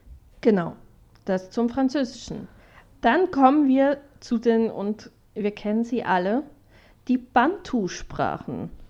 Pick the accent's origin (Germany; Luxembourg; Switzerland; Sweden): Switzerland; mir als Schweizerin sehr gelegen.